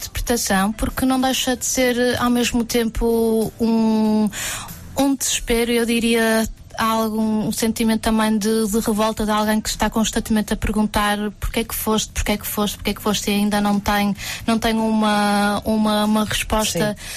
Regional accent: Porto, Norte, Portugal; now in Lisbon, Portugal; Olha, nasci no Porto, os meus pais...

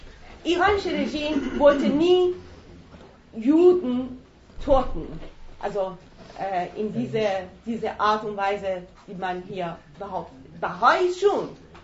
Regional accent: Iran; wir sind Iraner

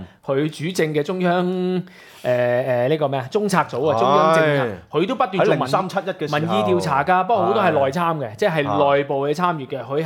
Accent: Hong Kong; 從而睇得到我哋香港人認同

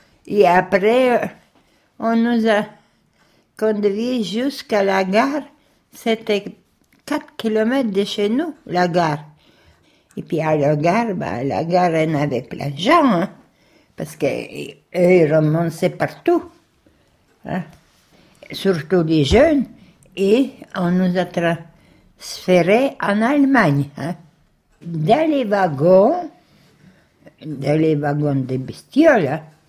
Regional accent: Russia; Si j'avais dit que je suis russe et puis tout ça, bien sûr, on m'a ramené dans les camps russes.

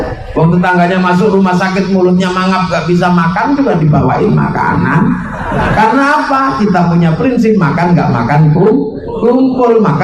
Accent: Sleman, Special Region of Yogyakarta, Indonesia; dari Sleman, kampung saya sana.

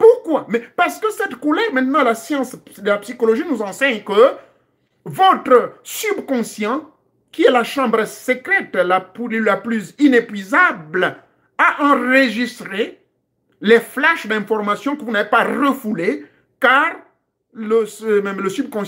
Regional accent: Gabon; ça se passe même chez moi au Gabon

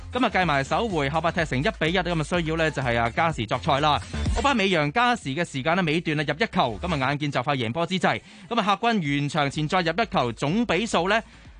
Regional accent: Hong Kong; 作为香港人嘅一份子

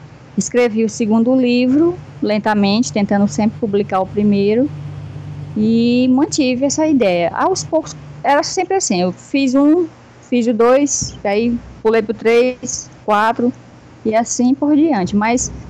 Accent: Santa Inês, Maranhão, Brazil; moved away; also born or lived in São Luís; Eu nasci em São Luís do Maranhão, mas nessa época, eu estava com 5 anos, eu morava no interior dessa cidade, que era Santa Inês

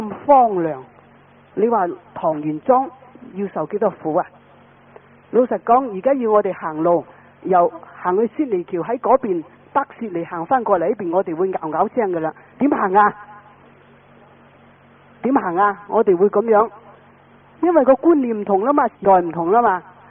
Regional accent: Guangdong, China; 因为我们广东话呢就讲方话和妄语，就叫做讲大话

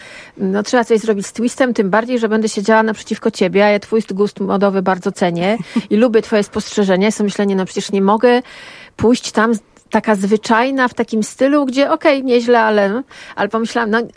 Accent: Subcarpathian Voivodeship, Poland; I w latach 70., kiedy dorastałam, jeździło się na targ do Rzeszowa albo do Przemyśla

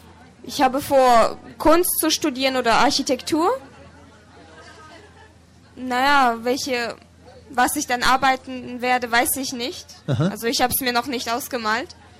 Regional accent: Bremen, Germany; Höchstwahrscheinlich werde ich in Bremen weiterleben, weil das ist jetzt einfach meine Heimat. Ich bin hier aufgewachsen und ich möchte hier einfach nicht weg, weil hier sind alle meine Freunde und meine Familie.

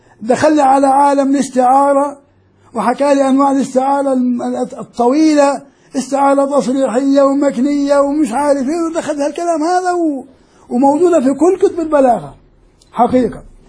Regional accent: Jordan; وكان مدرس حتى في الجامعات عندنا في الأردن

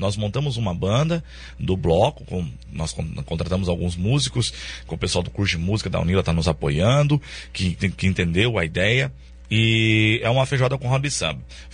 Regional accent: Paraná, Brazil; Sim, Foz tem, eu mesmo não sou de Foz, eu sou da região aqui próxima

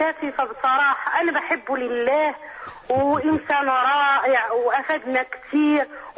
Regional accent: Morocco; أنا مغربية

